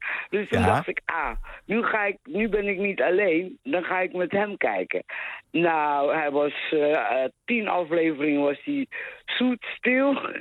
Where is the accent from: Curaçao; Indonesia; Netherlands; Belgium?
Indonesia; Papua; Ik kom uit West-Papua